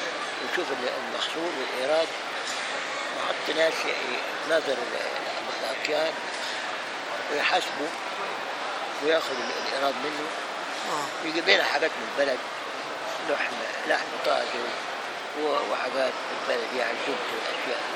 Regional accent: Egypt; moved away; الشيخ الألباني كان بيجي عندنا في مصر وزارني في البيت.

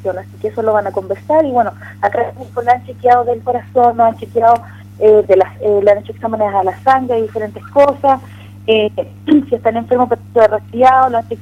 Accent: Chile; ha servido para conocer a nosotros como chilenos

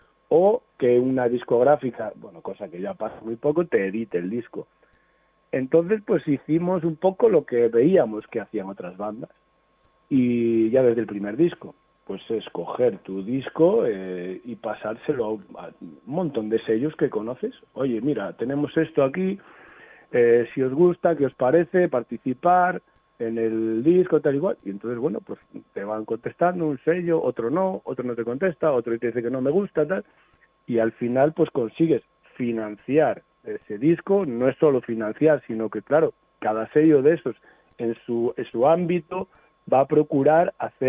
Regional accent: Ponferrada, Castile and León, Spain; Nosotros somos de Ponferrada, sí, de la provincia de León, pero estamos como a una hora de la provincia de Lugo

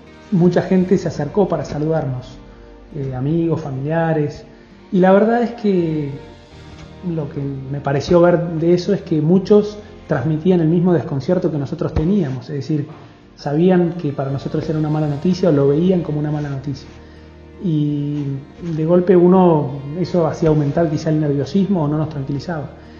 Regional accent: Buenos Aires, Argentina; Yo soy de Buenos Aires, estaba en Salta

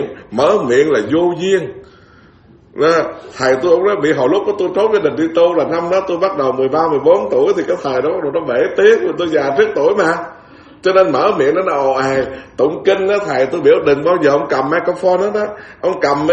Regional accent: Bến Tre, Vietnam; Tôi là người miền Tây rặt mà, Bến Tre nữa đó.

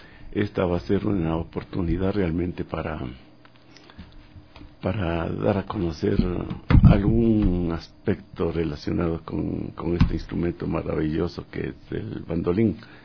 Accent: Píllaro, Tungurahua, Ecuador; Desde que fui escolar en mi pueblito de origen, Píllaro, siempre tuve esta inclinación por la música

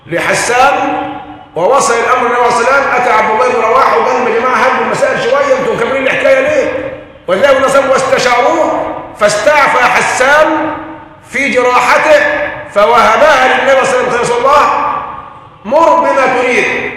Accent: Egypt; عندنا في مصر القرار مساحة

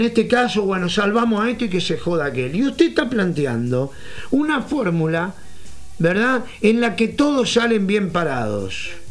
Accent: Montevideo, Uruguay; nosotros somos de Montevideo, hace pocos días cumplí 57, Andamos por todo el interior del país

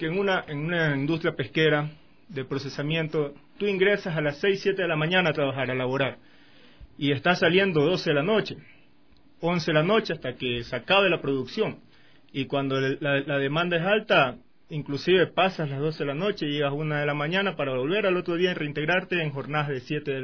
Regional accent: Manta, Manabí, Ecuador; yo vengo de la ciudad de Manta.

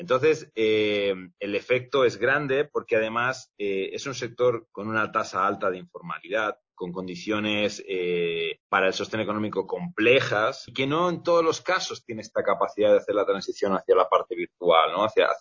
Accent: Barcelona, Catalonia, Spain; also born or lived in Cuenca, Ecuador; Yo nací en Cuenca, mi padre es cuencano, pero yo me crié en Barcelona. Mi mamá es española.

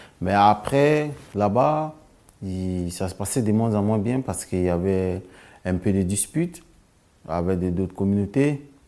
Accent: Côte d’Ivoire; moved away as an adult; now in France; je viens de la Côte d'Ivoire, j'ai 22 ans. Je suis arrivé en France dans le mois d'avril 2018.

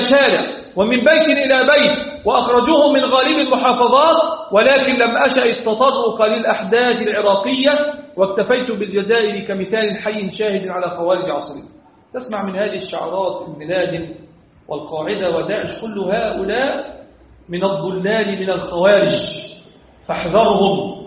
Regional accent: Egypt; الحمد لله رب العالمين الذي حفظ بلدنا مصر

